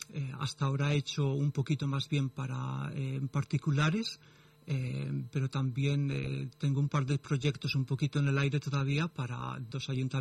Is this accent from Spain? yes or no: yes; Spain; now in United Kingdom; Sí, yo es que me fui muy pronto de España, me fui para el Reino Unido y allí tuve oportunidad pues de conocer bastantes mosaístas y también de viajar un poco.